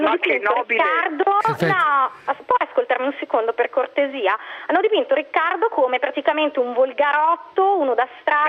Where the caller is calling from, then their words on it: Cinisello Balsamo, Lombardy, Italy; realtà siamo da Cinisello, vabbè, Cinisello Balsamo, comunque in provincia di Milano